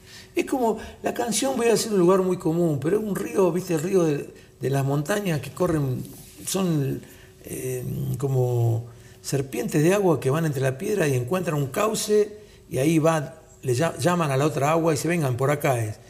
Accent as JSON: {"language": "Spanish", "region": "Sicily", "country": "Italy", "said": "soy del sur de Sicilia."}